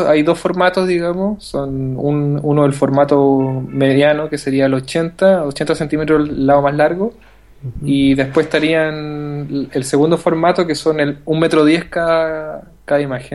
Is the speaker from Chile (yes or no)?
yes; Santiago, Santiago Metropolitan Region, Chile; now in Valparaíso, Chile; yo soy de Santiago, o sea, ni siquiera soy de Valparaíso.